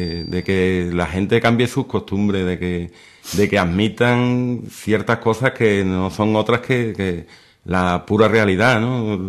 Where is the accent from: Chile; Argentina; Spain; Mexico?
Spain; Seville, Andalusia; born there; yo nací en Sevilla y en Sevilla es donde comencé mis andaduras cofrades.